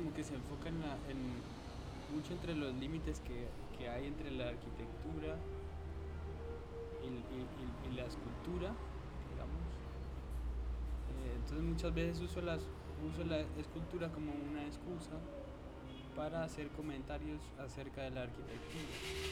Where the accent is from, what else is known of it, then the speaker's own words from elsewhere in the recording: Cali, Valle del Cauca, Colombia; soy un artista de Cali, de 28 años.